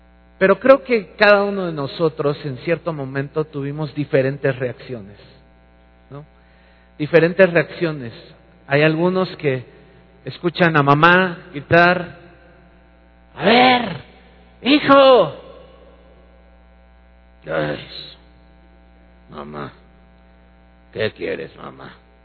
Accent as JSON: {"language": "Spanish", "country": "Mexico", "said": "Somos curiositos los mexicanos."}